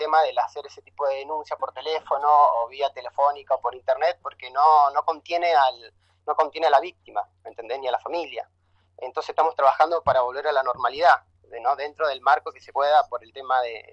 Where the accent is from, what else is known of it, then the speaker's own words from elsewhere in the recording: La Falda, Córdoba, Argentina; ahora yo acá soy de La Falda, estoy trabajando políticamente bastante más, más activo.